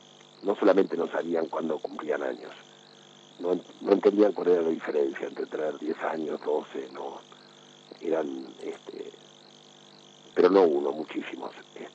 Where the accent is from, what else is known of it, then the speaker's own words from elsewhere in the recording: Argentina; Como argentinos tendríamos que reflexionar en las opciones por las que hemos atravesado, ¿no?